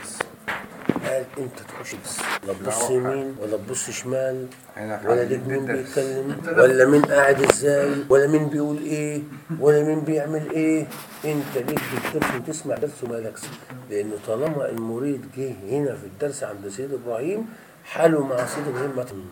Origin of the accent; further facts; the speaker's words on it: Egypt; احنا لما دخلنا احنا مصريين